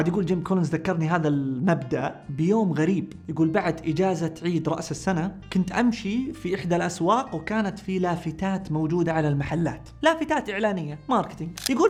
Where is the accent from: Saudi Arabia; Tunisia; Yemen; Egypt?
Saudi Arabia; اللي عندنا في السعودية